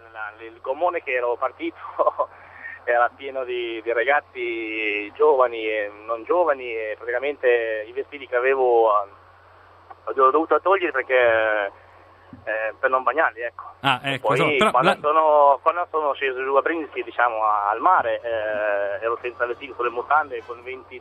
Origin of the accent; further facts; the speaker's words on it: Albania; now in Italy; Io vengo dall'Albania.